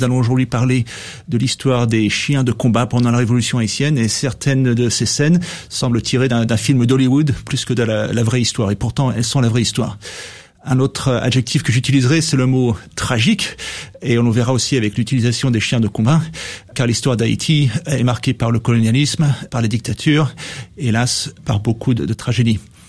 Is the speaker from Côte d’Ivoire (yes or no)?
no; Guadeloupe, France; now in United States; Je suis natif de la Guadeloupe, autre ancienne colonie française